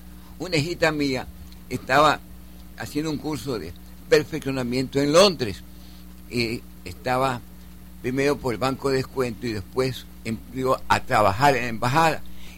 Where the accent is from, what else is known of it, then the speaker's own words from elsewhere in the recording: Guayaquil, Guayas, Ecuador; Entonces, no, nosotros somos guayaquileños.